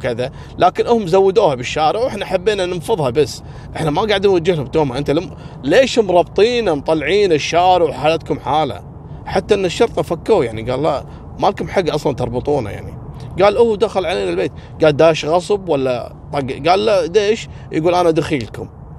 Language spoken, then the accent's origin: Arabic; Kuwait; حصل عندنا في الكويت